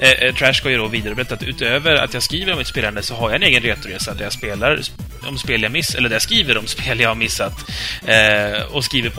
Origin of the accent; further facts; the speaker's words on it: Halland County, Sweden; now in Malmö, Sweden; Själv är jag malmöbo som kommer från Halland